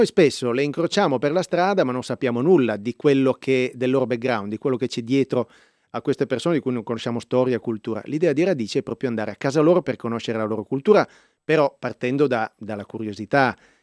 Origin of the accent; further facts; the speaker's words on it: Turin, Piedmont, Italy; Sono di Torino anch'io.